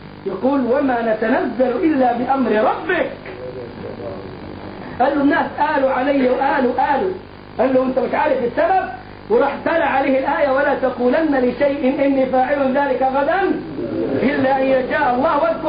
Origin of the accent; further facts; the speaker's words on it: Egypt; ولا زي الراجل عندنا في مصر يقول لك